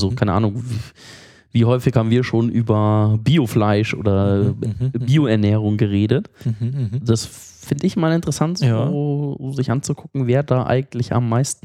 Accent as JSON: {"language": "German", "town": "Munich", "region": "Bavaria", "country": "Germany", "said": "Und wenn du halt als Münchner nach Berlin kommst, das ist einfach"}